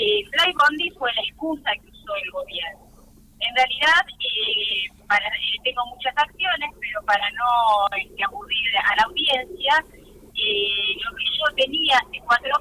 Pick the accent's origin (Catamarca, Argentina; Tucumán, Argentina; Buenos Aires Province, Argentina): Buenos Aires Province, Argentina; El Palomar; para asimilarla como argentina, como palomarense, porque nosotros, por ejemplo, escuchamos la madrugada del 2 de abril un movimiento muy grande en 1982